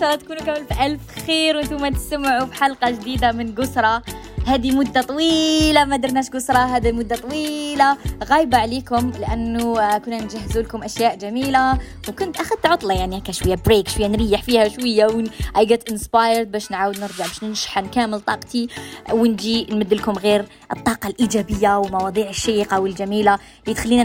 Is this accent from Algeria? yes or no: yes; Algeria; accent: Algerian; كاين ناس من ليبيا، كاين ناس من تونس، من المغرب، هما يفهموا علينا، يفهموا على لهجتنا الجزائرية